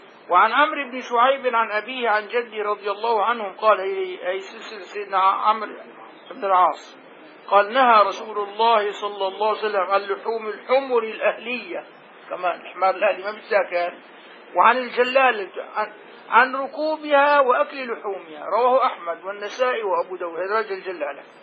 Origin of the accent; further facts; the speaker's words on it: Damascus, Damascus Governorate, Syria; نحن عندنا هون كابر ملوك عندنا بدمشق